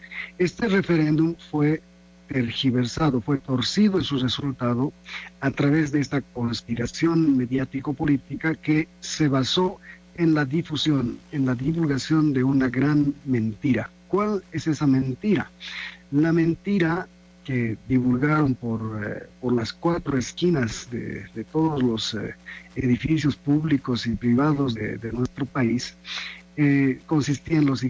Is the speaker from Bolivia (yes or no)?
yes; Bolivia; el tema central que hoy motiva la movilización de bolivianos y bolivianas en mi país